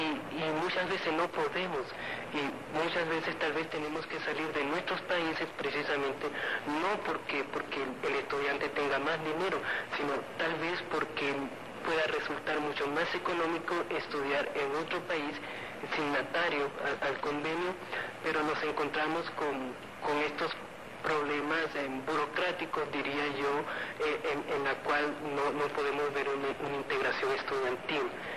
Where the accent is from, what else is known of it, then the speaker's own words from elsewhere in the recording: Venezuela; ya que como venezolano te podría decir que es el sueño de todo latinoamericano.